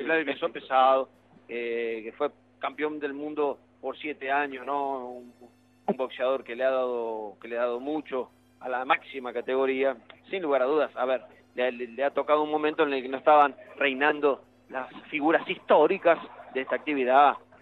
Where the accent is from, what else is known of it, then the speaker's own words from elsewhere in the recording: Ramos Mejía, Buenos Aires Province, Argentina; te contaba la vez pasada que yo me crié en Ramos Mejía. Nací acá, pero me crié en Ramos.